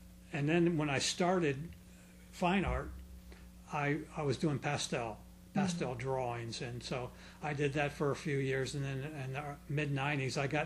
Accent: Clearwater, Florida, United States; I'm from here. I'm

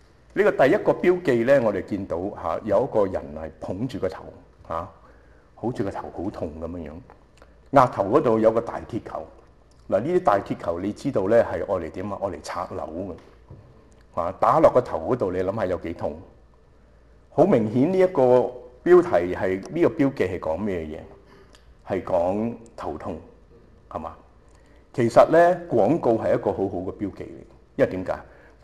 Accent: Shanghai, China; 就好似我哋上海人有一句話，我係上海人嚟

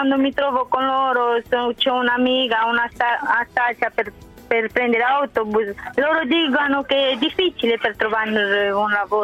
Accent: Romania; moved away as an adult; now in Italy; Io sono dalla Romania, sì.

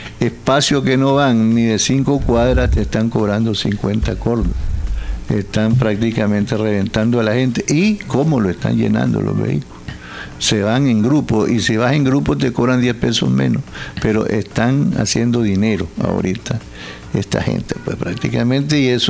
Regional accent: Nicaragua; porque así somos los nicaragüenses

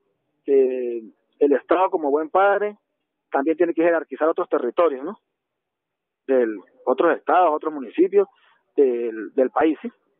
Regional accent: Venezuela; que es una compromiso de todos como venezolanos

